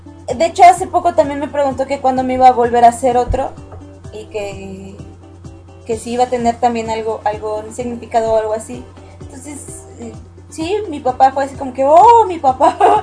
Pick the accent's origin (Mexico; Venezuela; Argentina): Mexico; Y yo: no, soy mexicana. Pero, ¿vives en Perú? No, yo vivo en México.